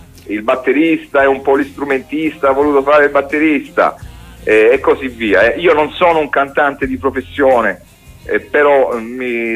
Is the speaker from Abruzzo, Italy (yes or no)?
no; Tricase, Apulia, Italy; Io sono di Tricase.